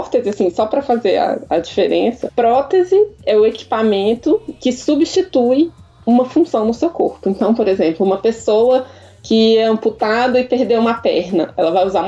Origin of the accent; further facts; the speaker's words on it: Brasília, Federal District, Brazil; Ah, então, eu sou arquiteta, sou de Brasília.